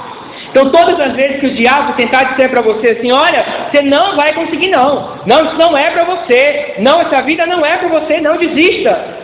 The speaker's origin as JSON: {"language": "Portuguese", "region": "Bahia", "country": "Brazil", "said": "Eu seria extremamente ofendido se uma pessoa do Sul falasse isso, mas como baiano, fala baiano."}